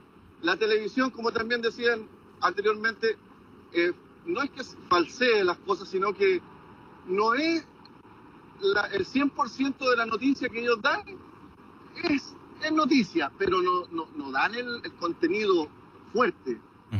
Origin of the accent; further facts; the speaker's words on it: Chile; moved away; crecido ahí, a los 3 meses de nacido, mi mamá me llevó a Chile. Así que yo soy chileno. Que tenga papel estadounidense, es otra cosa.